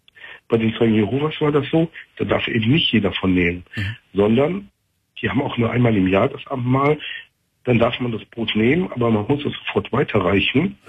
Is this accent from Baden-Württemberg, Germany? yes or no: no; North Rhine-Westphalia, Germany; ich komme aus dem Kölner Raum